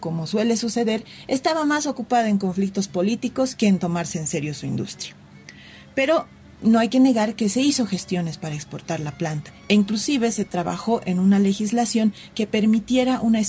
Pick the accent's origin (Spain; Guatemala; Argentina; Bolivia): Bolivia; ya saben cómo somos los bolivianos, siempre atentos con nuestros invitados